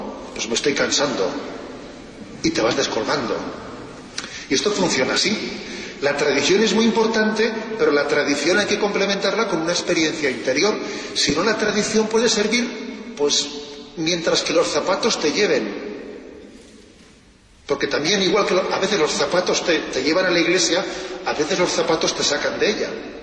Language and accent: Spanish; Basque Country, Spain; estoy pensando ahora en mi tierra, cuando alguien corta con su tradición, es como un árbol que corta con sus raíces, que se seca. Es verdad, ¿eh? Se habla mucho de ETA